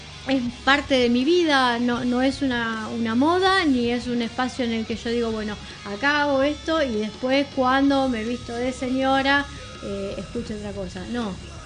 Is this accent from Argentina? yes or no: yes; Banfield, Buenos Aires Province, Argentina; No, yo soy de Lomas de Zamora. Yo soy de Banfield, no la estoy contando.